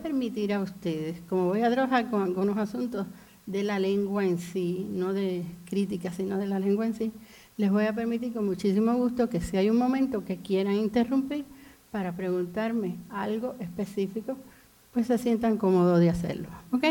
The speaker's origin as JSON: {"language": "Spanish", "country": "Cuba", "tie": "born or raised there", "moved": "as an adult", "said": "Yo soy cubana, posiblemente ya lo hayan identificado por mi voz. Viví en Cuba 40 años, salí de Cuba con 40 años. Dentro de la Revolución Cubana viví aproximadamente 31. Y mi formación primera fue en Cuba."}